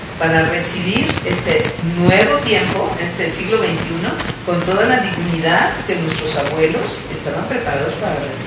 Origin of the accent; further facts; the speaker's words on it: Mexico; como mexicanos siento que tenemos prácticamente la obligación de conocer primeramente lo nuestro.